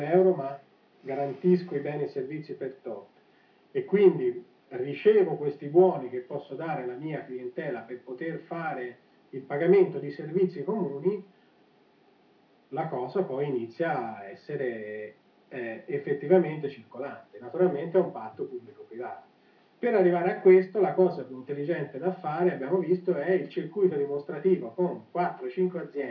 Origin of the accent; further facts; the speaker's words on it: Montecarlo, Tuscany, Italy; qui ad Alto Pascio, io sono di Monte Carlo